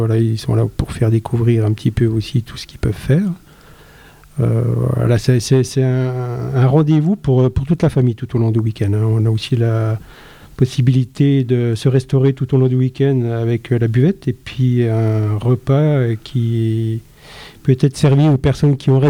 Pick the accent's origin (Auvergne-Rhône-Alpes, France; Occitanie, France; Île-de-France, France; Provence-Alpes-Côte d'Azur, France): Auvergne-Rhône-Alpes, France; Saint-Étienne; also born or lived in Remiremont; Et puis, en fin de compte, moi, je suis de Saint-Étienne et Remiremont, donc voilà.